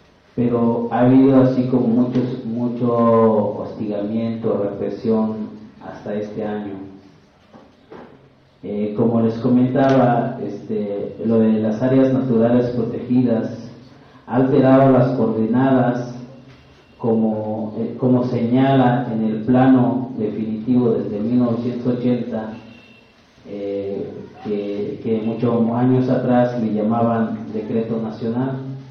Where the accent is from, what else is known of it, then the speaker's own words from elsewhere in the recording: Bachajón, Chiapas, Mexico; Spanish is a second language; Sebastián Bachajón, un pueblo indígena central. Es uno de los ejidos más grandes. Se ubica geográficamente en la zona norte.